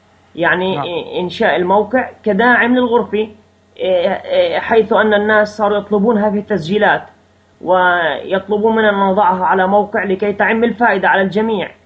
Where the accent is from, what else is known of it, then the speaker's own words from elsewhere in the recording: Nablus, West Bank, Palestine; من فلسطين، الضفة الغربية، مدينة نابلس، الريف، منطقة الريف في نابلس. من مواليد عام 1980، أبلغ من العمر أو مضى من عمري حاليا 33 عاما